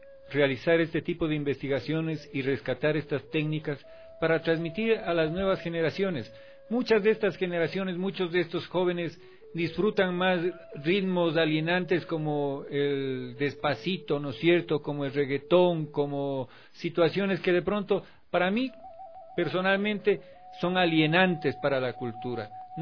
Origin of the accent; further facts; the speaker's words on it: Cuenca, Azuay, Ecuador; yo crecí en Cuenca entre artesanos ceramistas